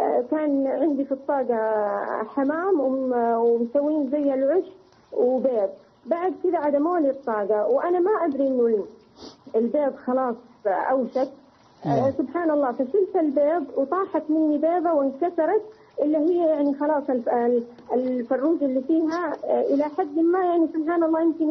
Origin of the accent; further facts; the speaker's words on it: Mecca, Makkah Province, Saudi Arabia; لا أنا من أهل مكة